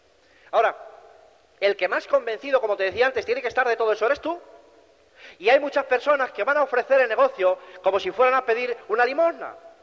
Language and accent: Spanish; Cantabria, Spain; yo precisamente no me he trasladado de Cantabria aquí para convencerte de nada